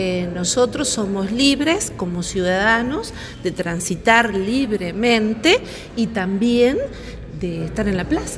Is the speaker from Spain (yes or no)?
no; Santa Rosa, Argentina; somos de Santa Rosa, Tuey, del interior y de la Argentina.